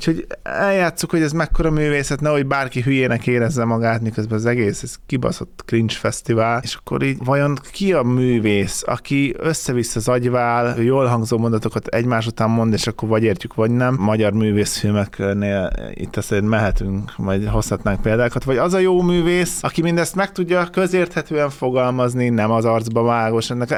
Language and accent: Hungarian; Hungary; Magyarként, aki itt nőtt fel, azt választom, ahol felnőttem.